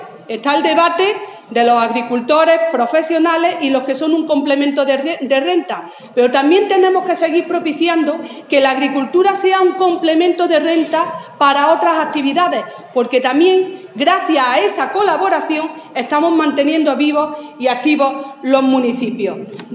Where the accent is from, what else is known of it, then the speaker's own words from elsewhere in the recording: Andalusia, Spain; de los andaluces y de las andaluzas como españoles que somos.